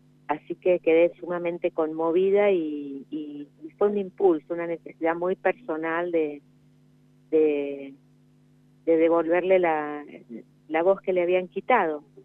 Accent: San Luis, Argentina; born there; yo nací en San Luis, entonces tuvimos muchísimas cosas en común

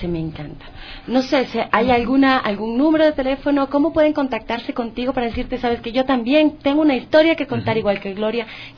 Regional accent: Ecuador; Claro, porque aquí de los cuatro soy la única ecuatoriana.

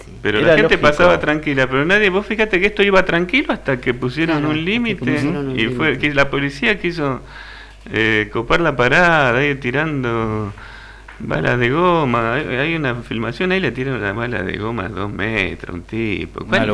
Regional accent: Argentina; Seríamos una potencia mundial nosotros, si sí, tomáramos sí. al país con la seriedad

